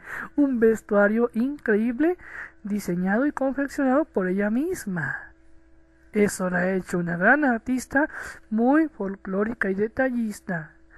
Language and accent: Spanish; Mexico; de México, el cóndor de Latinoamérica